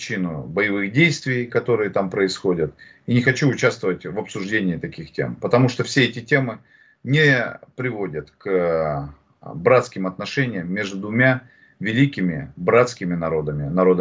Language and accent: Russian; Siberia, Russia; Я с Сибири